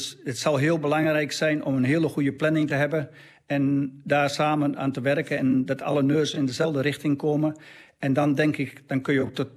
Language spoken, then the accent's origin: Dutch; Netherlands; Zo, dus ik ben echt een Nederlander.